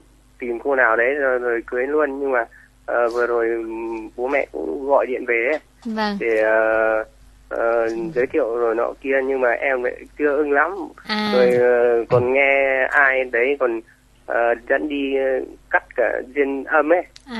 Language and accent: Vietnamese; Thái Bình, Vietnam; Em bây giờ em 27 tuổi, hiện đang ở quê em ở Thái Bình nhé.